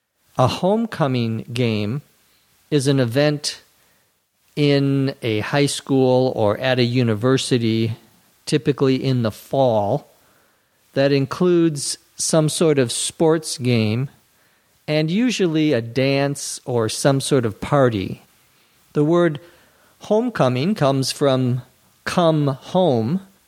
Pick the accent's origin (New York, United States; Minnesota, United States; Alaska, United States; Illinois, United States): Minnesota, United States; I grew up in Minnesota where there are lots of squirrels.